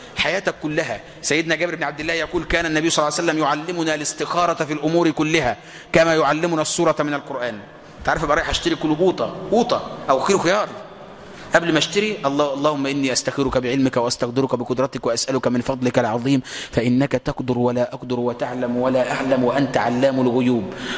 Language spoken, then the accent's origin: Arabic; Egypt; انا مصري وابويا مصري وارفع راسك فوق انت مصري.